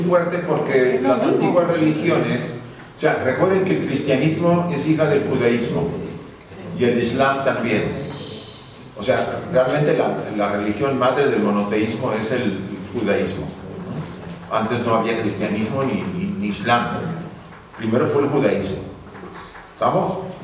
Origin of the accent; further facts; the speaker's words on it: Puebla, Mexico; Yo me acuerdo cuando yo estaba muy jovencillo, íbamos a una iglesia en Puebla, donde yo nací, en México, era la más rápida de la ciudad.